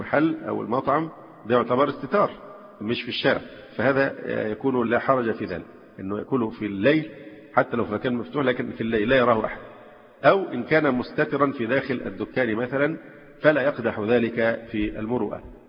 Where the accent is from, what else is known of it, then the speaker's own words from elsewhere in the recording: Alexandria, Alexandria Governorate, Egypt; مثلا عندنا في الإسكندرية، يمكن مش موجودة في أماكن تانية